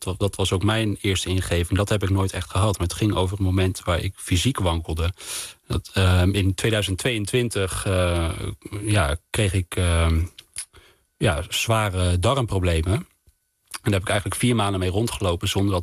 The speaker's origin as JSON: {"language": "Dutch", "town": "Wageningen", "region": "Gelderland", "country": "Netherlands", "tie": "born or raised there", "lives_now": "Amsterdam, Netherlands", "said": "ik woonde toen al in Amsterdam. En deze fabriek stond in mijn in Wageningen, waar ik ben opgegroeid."}